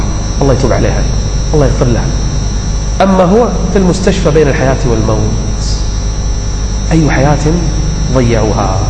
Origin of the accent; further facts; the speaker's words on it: Kuwait; العام الماضي عندنا بالكويت